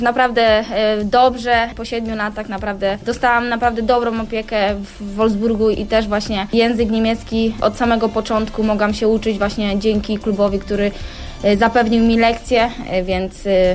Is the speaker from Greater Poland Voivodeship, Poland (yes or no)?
no; Pęgów, Lower Silesian Voivodeship, Poland; Pęgów, Kołuniejowa. Stamtąd pochodzę i uwielbiam spędzać czas tam, bo jak wychodzę, gdy przyjeżdżam właśnie z Wolfsburga